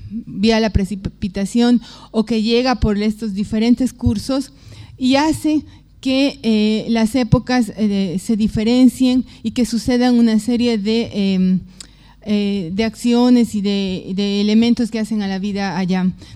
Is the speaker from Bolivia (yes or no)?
yes; Bolivia; pero no en mi país, no en Bolivia, sino del otro lado